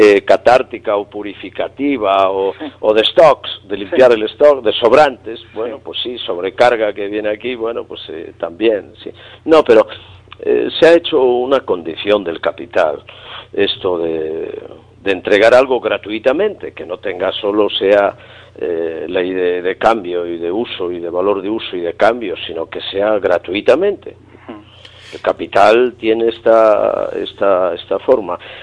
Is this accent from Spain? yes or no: yes; Castile, Spain; como dicen en mi tierra, en Castilla.